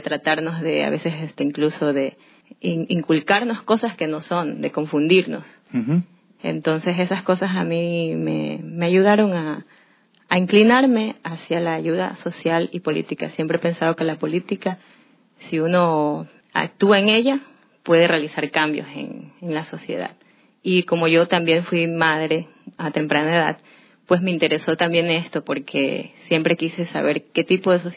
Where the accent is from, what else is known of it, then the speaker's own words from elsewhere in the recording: Durán, Guayas, Ecuador; yo soy de Durán. Me he criado ahí toda mi vida. Nací en Guayaquil porque no habían maternidades ahí. Me tocó que mi madre me venga a dar a luz en la ciudad de Guayaquil, pero soy durandeña de corazón.